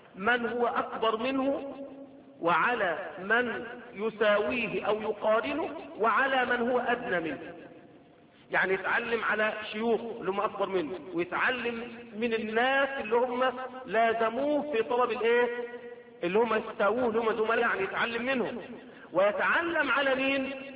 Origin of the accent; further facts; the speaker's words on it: Egypt; اللي بيسموها دلوقتي منطقه عندنا في مصر في سيناء